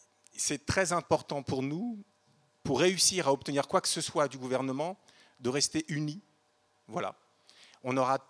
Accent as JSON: {"language": "French", "town": "Lannion", "region": "Brittany", "country": "France", "said": "Je viens de Lannion, Bretagne, Côte d'Armor."}